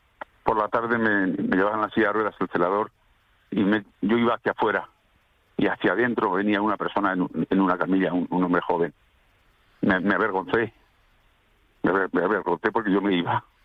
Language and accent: Spanish; Salamanca, Castile and León, Spain; Yo soy una persona calurosa, soy un tipo de Salamanca.